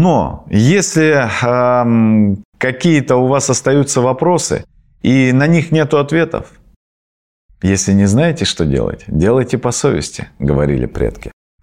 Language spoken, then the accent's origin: Russian; Krasnoyarsk Krai, Russia; вот я, например, с Таймыра, у нас там в минус 50 мы бегали по перунному пути